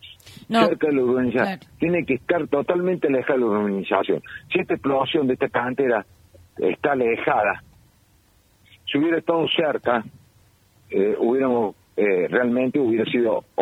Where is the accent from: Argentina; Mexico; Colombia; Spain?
Argentina; La Calera, Córdoba; yo soy de Calera y sé, he nacido con las canteras